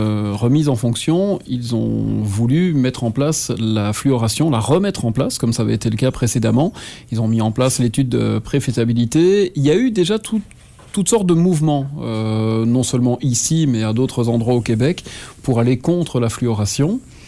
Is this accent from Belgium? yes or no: yes; Belgium; now in Trois-Rivières, Canada; moi je viens de Belgique, mais okay. Je suis établi à Trois-Rivières depuis quelques années maintenant. Je réside au Cap de la Madeleine avec ma petite famille